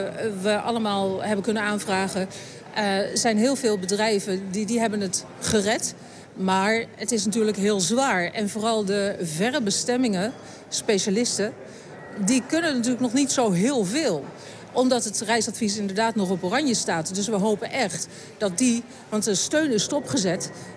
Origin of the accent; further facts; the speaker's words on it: Netherlands; Want daar zijn we als Nederlander gek op.